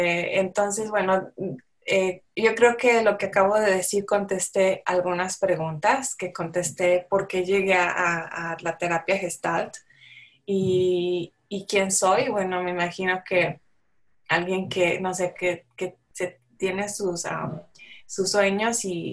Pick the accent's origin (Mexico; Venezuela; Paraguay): Mexico; San Luis Potosí; porque yo soy de San Luis Potosí, cuando estaba estudiando ahí en la universidad